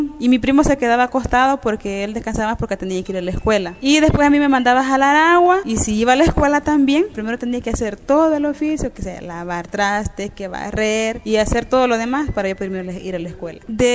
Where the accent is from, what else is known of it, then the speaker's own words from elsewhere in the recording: San Julián, Sonsonate, El Salvador; soy originaria de San Julián, de un pueblo de Sonsonate.